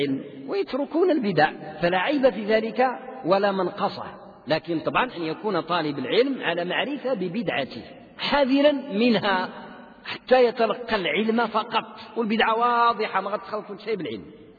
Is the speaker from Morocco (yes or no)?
yes; Morocco; كان عندنا في المغرب علماء يملؤون الدنيا